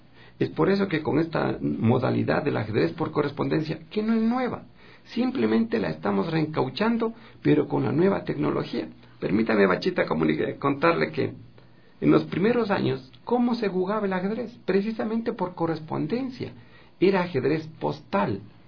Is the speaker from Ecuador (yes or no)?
yes; Ecuador; soy el único ecuatoriano con un puntaje tan alto